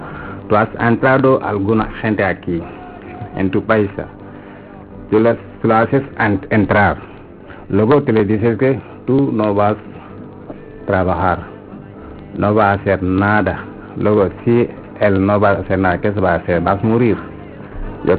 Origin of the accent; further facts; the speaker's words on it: Senegal; Spanish is a second language; moved away as an adult; now in Spain; Sí, vengo de Senegal.